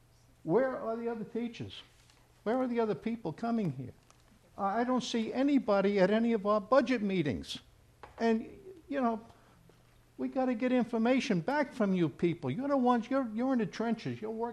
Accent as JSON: {"language": "English", "town": "Alexandria", "country": "United States", "said": "I'm from Alexandria."}